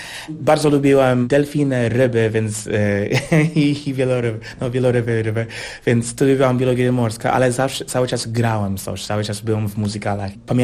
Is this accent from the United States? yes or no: yes; United States; Polish is a second language; U nas w Stanach jest tak, że mamy program muzyczny normalny w szkołach, na szkoła publiczna